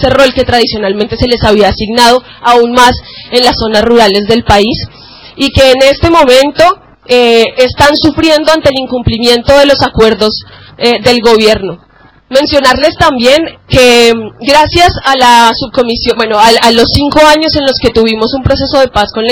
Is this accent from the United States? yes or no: no; Colombia; Nosotras como mujeres colombianas tenemos la fortuna y la tristeza de tener que contar la historia de más de 50 años de enfrentamiento armado